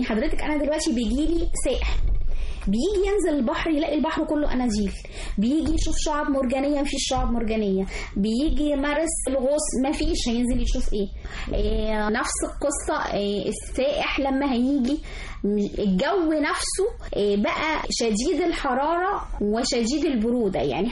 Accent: Sharqia Governorate, Egypt; يعني إحنا عندنا في الشرقية

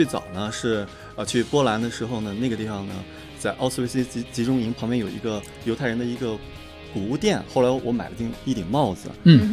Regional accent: China; 因为我觉得我是一个中国人，我走到哪里都不会忘记自己中国人。

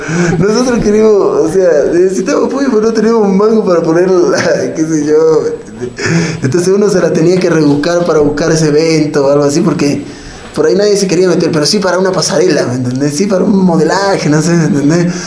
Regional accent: Bolivia; also born or lived in Buenos Aires, Argentina; Aunque no nací en Bolivia, pero soy criado acá hace como 20 años, nací en Buenos Aires, en Argentina.

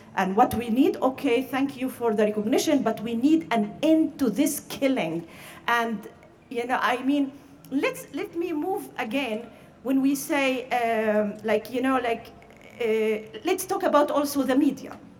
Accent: Gaza, Gaza Strip, Palestine; now in Amsterdam, Netherlands; I come from Gaza. I have been living in Amsterdam for 14 years.

